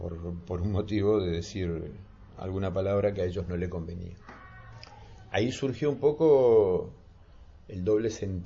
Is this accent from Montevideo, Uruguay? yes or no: yes; Montevideo, Uruguay; Yo soy del Cerro de Montevideo